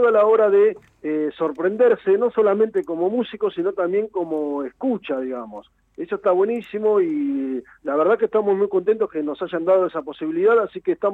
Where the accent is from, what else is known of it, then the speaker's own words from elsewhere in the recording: La Plata, Buenos Aires Province, Argentina; nosotros somos de La Plata. Bueno, Damián, el baterista, es de la ciudad de Ensenada, así que podríamos decir que sí, que somos de la región.